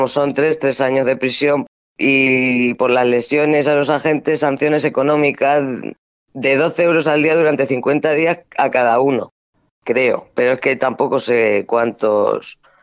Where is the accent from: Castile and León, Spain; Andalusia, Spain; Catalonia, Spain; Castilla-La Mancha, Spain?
Castilla-La Mancha, Spain; que es que soy manchega